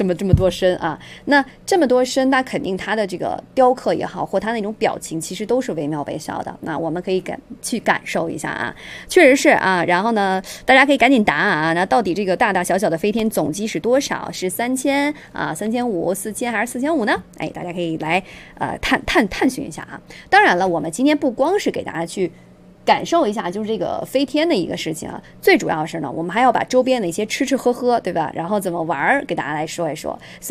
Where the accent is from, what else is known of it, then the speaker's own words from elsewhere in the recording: China; 咱们作为一个中国人吧这个了解自己国家的一些这种历史文化呀